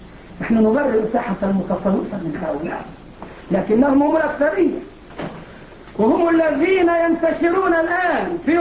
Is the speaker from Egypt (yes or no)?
yes; Egypt; الجماعه اللي بيعملوا الموالد عندنا في مصر للاولياء حاسبين التواريخ مظبوط